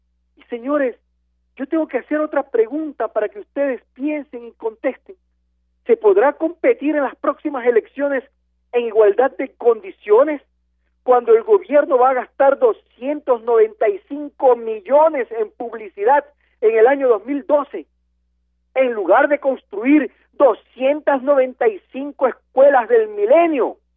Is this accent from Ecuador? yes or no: yes; Ecuador; Pero sí es mi deber, como ciudadano ecuatoriano, como persona responsable